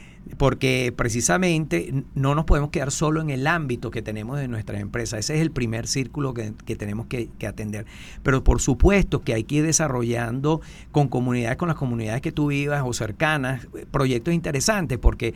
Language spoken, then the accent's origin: Spanish; Venezuela; yo pienso que lo importante también como venezolano es que tenemos que rescatar